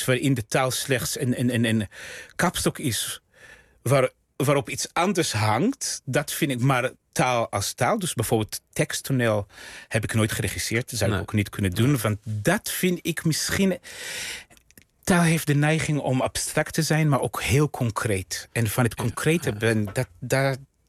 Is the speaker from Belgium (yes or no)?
no; Israel; first language Russian; Dutch is a second language; now in Netherlands; Ik ben opgegroeid in Israël, dus met ouders die, toen ik klein was, nog nauwelijks Hebreeuws spraken. Dus ik had echt een immigrantentaal.